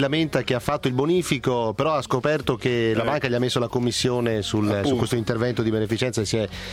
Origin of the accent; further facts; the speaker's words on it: Abruzzo, Italy; Da abruzzese, tra l'altro, non colpito seppur direttamente dal sisma